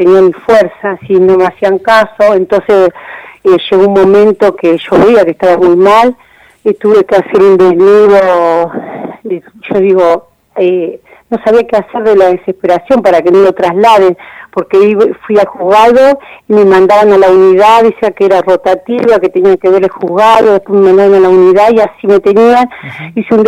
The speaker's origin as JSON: {"language": "Spanish", "town": "Olavarría", "region": "Buenos Aires Province", "country": "Argentina", "said": "soy de Olavarría."}